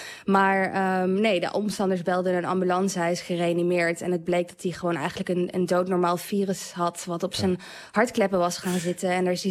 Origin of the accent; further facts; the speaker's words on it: Zeeland, Netherlands; ik kwam uit Zeeland.